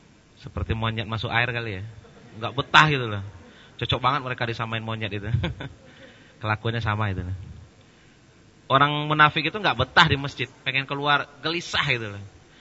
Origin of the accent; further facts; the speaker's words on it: Indonesia; Isinya Arab semua, kami aja berdua Indonesia itu.